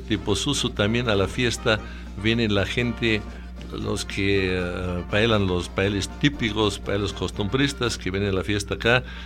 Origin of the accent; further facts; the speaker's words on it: Bavaria, Germany; now in Peru; Primero, en Alemania es un poquito como acá en el Perú.